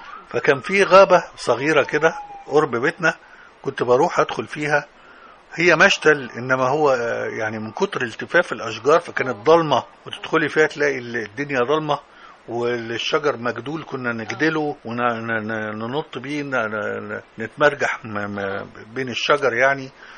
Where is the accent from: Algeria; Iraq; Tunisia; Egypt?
Egypt; Damanhur, Beheira; وأنا من شبرا على فكرة، شبرا دمنهور